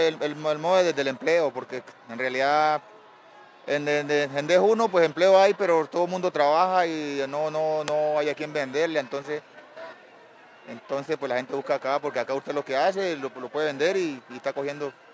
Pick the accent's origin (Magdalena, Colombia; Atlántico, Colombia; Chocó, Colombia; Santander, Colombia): Chocó, Colombia; Punta Ijuá; born there; now in Cali, Colombia; En Chocó. Un pueblito que le dicen Punta Ijuá, Chocó.